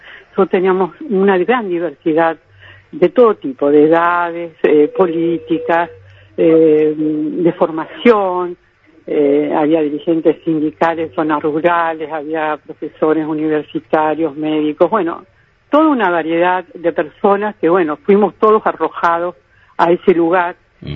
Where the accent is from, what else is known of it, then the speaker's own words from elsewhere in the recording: Rosario, Santa Fe, Argentina; yo, que soy de Rosario, Argentina